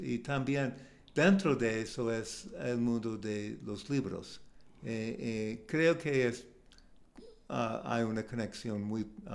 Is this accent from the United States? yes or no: yes; United States; Spanish is a second language; now in Mexico; nunca he entendido, siendo un estadounidense, la práctica en México de tener muchas tiendas de la misma negocio cerca de uno a otro